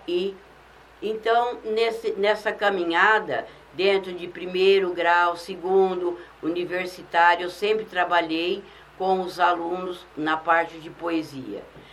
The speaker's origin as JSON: {"language": "Portuguese", "town": "Novo Horizonte", "region": "Mato Grosso", "country": "Brazil", "tie": "born or raised there", "said": "Aposentei, voltei para o estado do Mato Grosso, para a minha cidade natal, que é Novo Horizonte."}